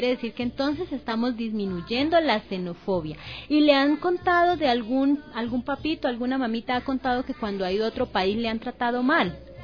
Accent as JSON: {"language": "Spanish", "country": "Colombia", "lives_now": "Ecuador", "said": "como Violeta y yo que venimos de Colombia"}